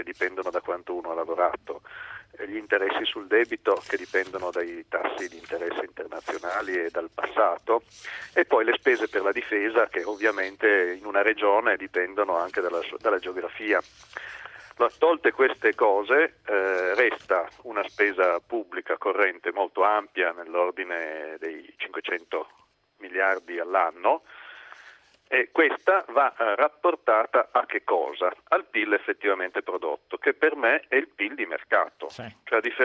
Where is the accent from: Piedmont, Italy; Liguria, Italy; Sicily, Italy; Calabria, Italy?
Piedmont, Italy; alcune regioni del nord che non funzionano, tra cui la mia, io sono piemontese